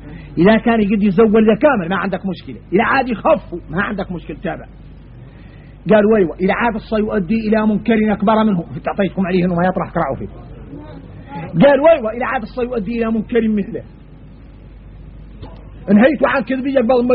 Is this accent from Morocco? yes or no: no; Mauritania; نرجع لبعض الشبه اللي عندنا احنا موريتاني